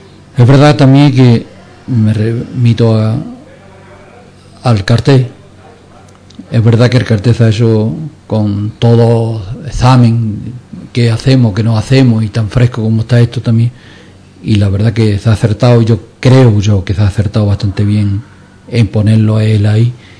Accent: Ubrique, Andalusia, Spain; moved away; Yo tuve 33 años fuera de mi tierra

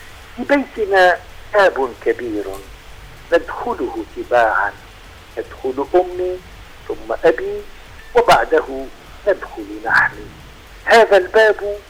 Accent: Tunisia; accent: Tunisian; لما أنا أعتز بتونس نعتز أيضا باللغة ونعتز باللهجة نفسها، لهجتي العامية اللي فيها كثير من الكلمات العربية، واللهجة الدارجة التونسية

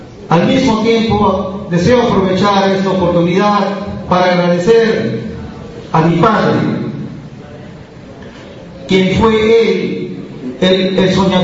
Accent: Peru; Yo soy peruano

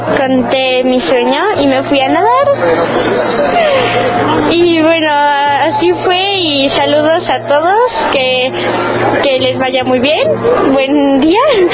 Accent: Mexico City, Mexico; Soy de México, del Distrito Federal.

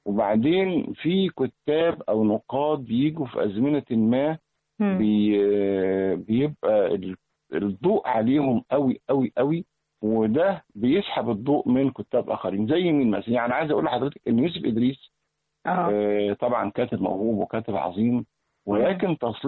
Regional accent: Egypt; احنا مصريين ولا عرب ولا فراعنة ولا احنا كل دول على بعض

